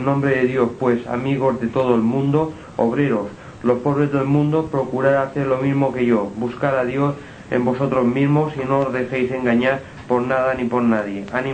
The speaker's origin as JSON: {"language": "Spanish", "town": "Inca", "region": "Balearic Islands", "country": "Spain", "tie": "born or raised there", "lives_now": "Palma, Spain", "said": "soy mallorquín, natural de Inca, un pueblo en el centro de la isla de Mallorca. Desde muy joven vivo en Palma de Mallorca."}